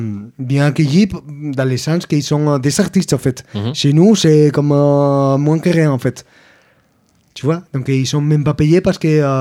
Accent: Andalusia, Spain; Je viens d'Andalousie, tu vois.

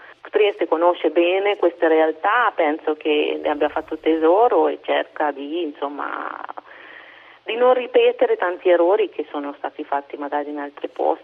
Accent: India; da dove vengo io, poche donne si mettono il sari, poche donne hanno il puntino in testa, cioè forse perché venivo dalla metropoli, però questa era una cosa divertente che io, insomma, non rientravo nello stereotipo dell'indiana.

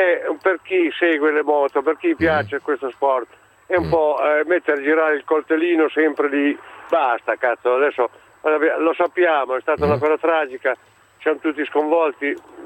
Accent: Pesaro, Marche, Italy; Perché io sono di Pesaro

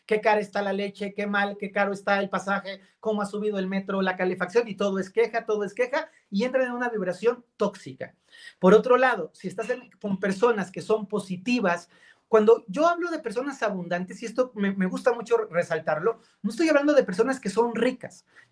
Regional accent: Mexico; yo soy latino, soy mexicano, en muchos países de América Latina, nuestros ancestros fueron campesinos que la pasaron dura

